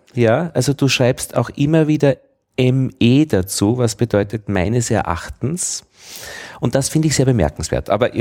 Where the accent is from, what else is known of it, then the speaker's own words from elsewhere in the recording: Braunau am Inn, Upper Austria, Austria; Ich bin in Oberösterreich zur Schule gegangen, Braun am Inn